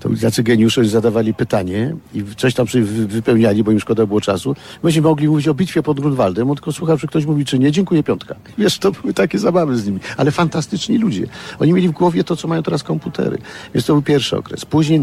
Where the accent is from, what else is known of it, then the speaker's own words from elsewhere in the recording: Kraków, Lesser Poland, Poland; się urodziłem w Krakowie, dzięki temu, że się wychowałem wśród takich mistrzów batuty jak Wisłocki, Kręc, Kort, Missona